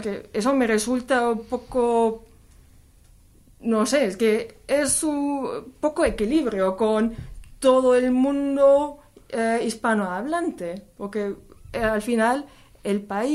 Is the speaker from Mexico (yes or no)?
no; Germany; como somos de Alemania, no es una cosa tan inmanente, no lo tenemos tan cerca.